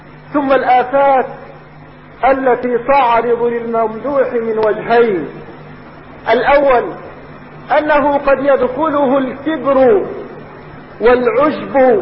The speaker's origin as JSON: {"language": "Arabic", "country": "Egypt", "said": "يريدون اليوم ان تحيا في بلادنا"}